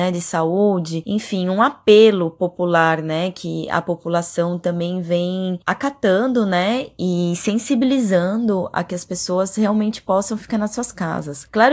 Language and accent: Portuguese; Brazil; now in Buenos Aires, Argentina; sou brasileira, já vivo alguns anos na Argentina, em Buenos Aires.